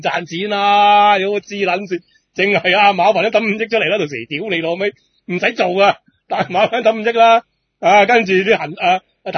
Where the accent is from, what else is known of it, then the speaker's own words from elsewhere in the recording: Hong Kong; 免费俾我哋香港人听。